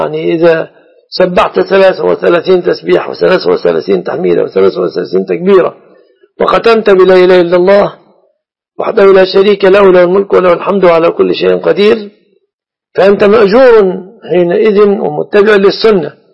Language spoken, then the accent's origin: Arabic; Egypt